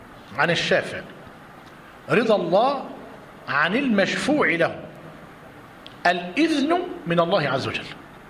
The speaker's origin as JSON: {"language": "Arabic", "country": "Egypt", "said": "عندنا في مصر لما قعدنا نسأل ونتطقص"}